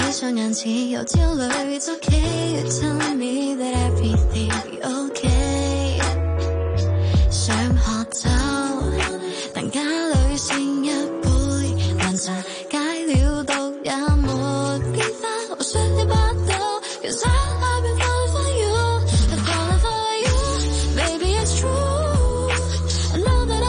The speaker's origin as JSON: {"language": "Cantonese", "town": "Tuen Mun", "region": "New Territories", "country": "Hong Kong", "said": "譬如我都係屯門人"}